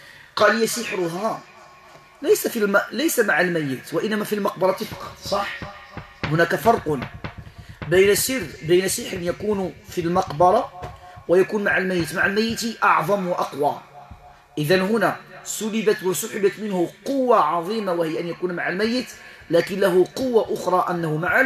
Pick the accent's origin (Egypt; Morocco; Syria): Morocco; وهذا يقع كثيرا عندنا في المغرب